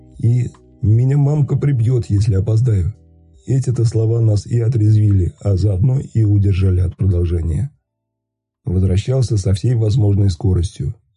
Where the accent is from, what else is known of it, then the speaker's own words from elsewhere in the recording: Bryansk, Bryansk Oblast, Russia; я вообще из Брянска, ко мне претензий нет.